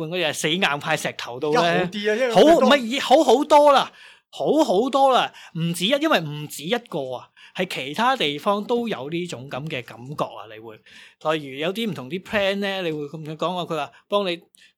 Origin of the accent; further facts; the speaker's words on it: Hong Kong; 即系我哋香港人就冇所谓